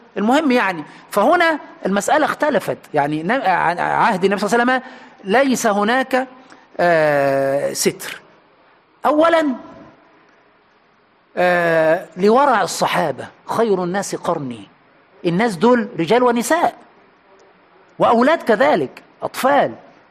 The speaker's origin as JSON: {"language": "Arabic", "country": "Egypt", "said": "عندنا في مصر بيقولوا علقها في رقبه عالي مطلع سالم"}